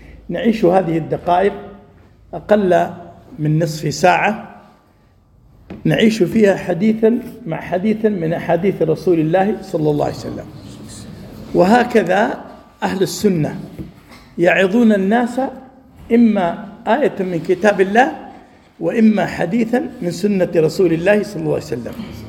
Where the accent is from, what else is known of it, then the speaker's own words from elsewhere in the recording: Saudi Arabia; قبل 3 عقود قام رجل في مسجد عندنا في السعودية